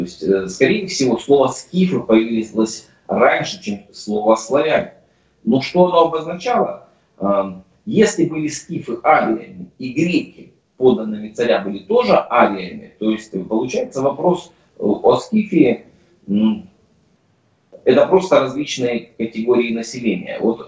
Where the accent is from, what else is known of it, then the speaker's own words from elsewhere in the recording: Siberia, Russia; Я вообще сам из Сибири